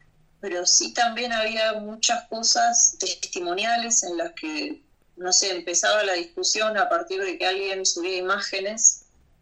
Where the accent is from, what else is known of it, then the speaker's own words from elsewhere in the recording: Buenos Aires Province, Argentina; en la ciudad de Buenos Aires y en el Gran Buenos Aires, que es de donde soy yo